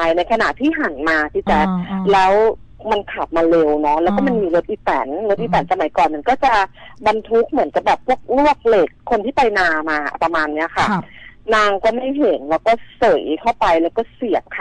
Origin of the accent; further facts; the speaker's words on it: Lopburi, Thailand; เพราะว่าเราก็กลับบ้านไปในช่วงเสาร์อาทิตย์แล้วบ้านหนูอยู่ลพบุรีเนาะก็จะเป็นติดพนังเขื่อน